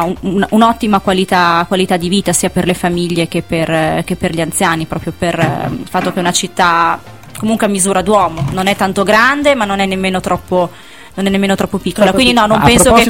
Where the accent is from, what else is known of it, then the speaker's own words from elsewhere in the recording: Bologna, Emilia-Romagna, Italy; io sono di Bologna